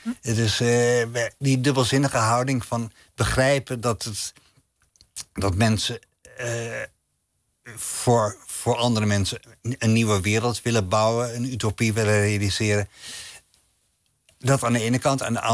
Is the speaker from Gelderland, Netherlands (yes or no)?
no; Amsterdam, North Holland, Netherlands; En ik ging dan met mijn moeder twee keer per week naar de openbare bibliotheek bij ons in Nieuw-West, in Slotermeer, in Amsterdam.